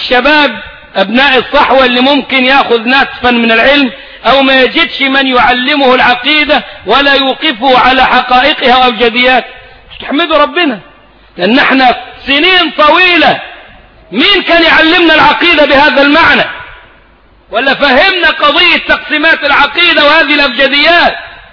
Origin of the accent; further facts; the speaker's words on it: Egypt; ده مفتاح كلامنا كمصريين